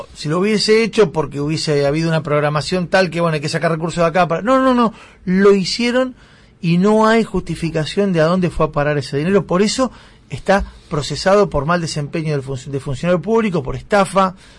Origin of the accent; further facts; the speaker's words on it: Avellaneda, Buenos Aires Province, Argentina; Porque yo soy de Avellaneda, antes que racinguista.